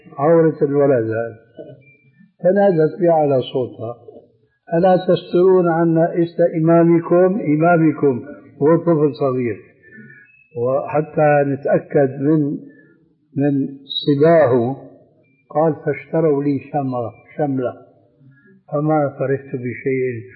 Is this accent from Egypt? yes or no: no; Syria; النعل صرارة موجودة كانت إلى عهد قريب عندنا في سوريا للرجال.